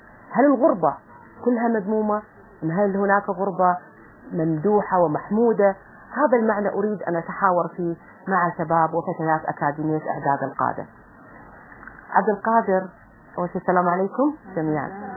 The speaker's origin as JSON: {"language": "Arabic", "country": "Kuwait", "said": "وأنا من الكويت، وإحنا بعيدين عن الأوطان، بعيدين عن الأهل، بعيدين عن أقربائنا."}